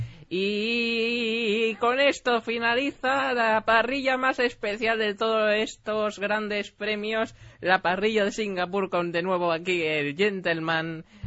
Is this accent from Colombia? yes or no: no; Spain; Españoles somos españoles, pero llevamos gente que no son españoles.